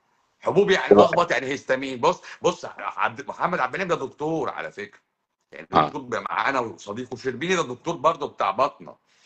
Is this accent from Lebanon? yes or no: no; Egypt